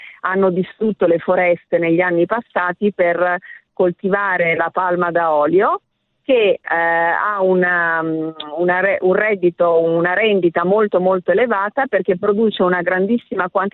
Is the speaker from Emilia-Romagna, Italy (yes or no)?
no; Bussolengo, Veneto, Italy; born there; Io sono nata a Verona, cioè a Bussolengo ovviamente, ma per caso, per cui comunque ho un legame forte con Verona perché i miei nonni sono sempre stati a Verona